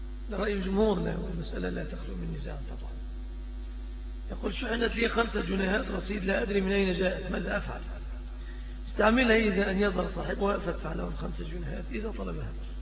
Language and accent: Arabic; Egypt; الذي عم وطغى في بلادنا مصر